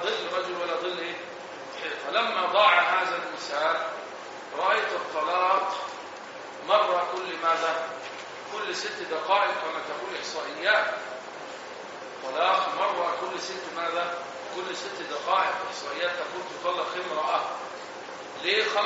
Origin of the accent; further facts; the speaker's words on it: Egypt; ولعله من أمر العامة عندنا بمصر إذا كلمت الرجل كلمك على رأي المثل